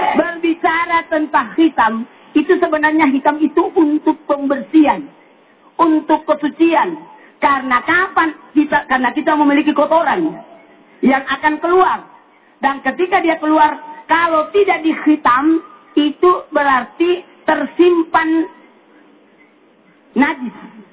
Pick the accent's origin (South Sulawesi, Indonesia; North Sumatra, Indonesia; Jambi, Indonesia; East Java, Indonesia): South Sulawesi, Indonesia; Ya, kalau daerah saya sih di Sulawesi Selatan namanya disunat.